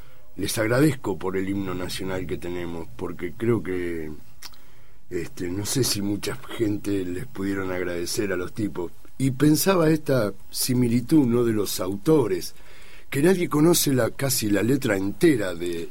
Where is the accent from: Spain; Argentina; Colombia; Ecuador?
Argentina; Pero yo hablo de nosotros, ¿no? En realidad, no hablo de los uruguayos, hablo de nosotros, los argentinos.